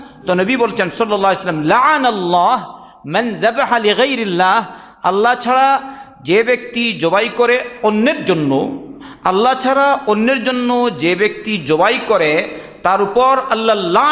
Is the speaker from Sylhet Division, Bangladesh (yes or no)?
yes; Sylhet Division, Bangladesh; কারণ আমি সিলেটের মানুষ তো আমি বুঝি না বেশি।